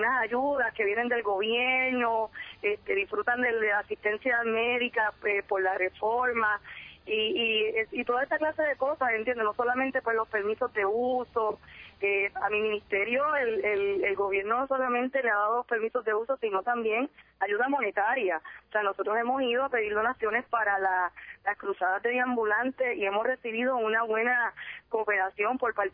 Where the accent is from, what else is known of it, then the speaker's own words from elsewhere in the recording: Puerto Rico; somos boricuas, ¿verdad? Somos puertorriqueños, siempre nos preguntan de qué ciudadanía son, y somos cristianos, pero también somos puertorriqueños, somos ciudadanos americanos